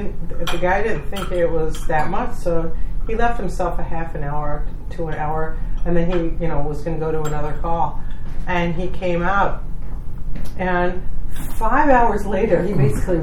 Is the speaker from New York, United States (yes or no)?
yes; New York City, New York, United States; But remember, I grew up in New York City, so I'm even more paranoid.